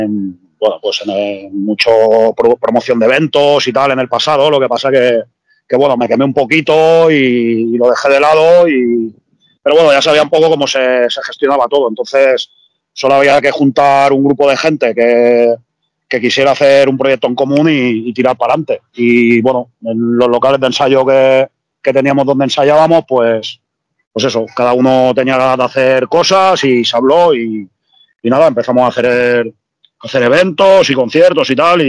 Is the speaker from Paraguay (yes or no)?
no; Palma, Balearic Islands, Spain; now in Barcelona, Spain; vivo en Barcelona y nada, pero soy originario de Palma de Mallorca.